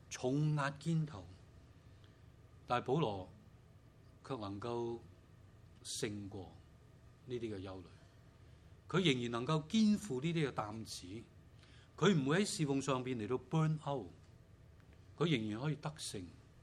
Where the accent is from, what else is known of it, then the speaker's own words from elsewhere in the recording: China; 我們中國人有些話說得很好的，人無遠慮必有近憂，是不是？